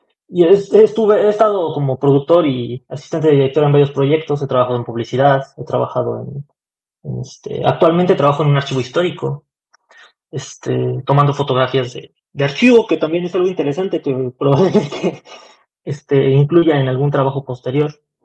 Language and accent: Spanish; Mexico City, Mexico; also born or lived in Xalapa, Veracruz; yo soy de la Ciudad de México, la mitad de mi vida, casi toda mi infancia la viví allá, y de ahí con mi familia nos venimos a Xalapa, Veracruz. Regresé a la Ciudad de México saliendo de la prepa para estudiar.